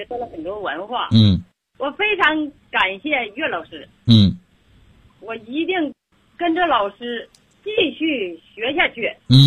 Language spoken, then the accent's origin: Chinese; Bei'an, Heilongjiang, China; 我来自黑龙江北安，